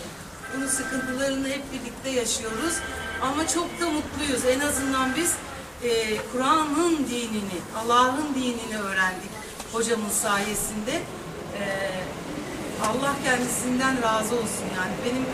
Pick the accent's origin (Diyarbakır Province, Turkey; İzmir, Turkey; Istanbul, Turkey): İzmir, Turkey; Tepecik; Tepecik'te doğup büyüdüm ben. Şimdi de Tepecik'te kardeşlerim var işte burada.